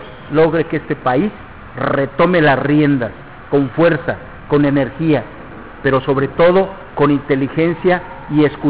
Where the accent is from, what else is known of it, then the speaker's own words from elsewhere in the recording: Querétaro, Mexico; yo vengo de Querétaro.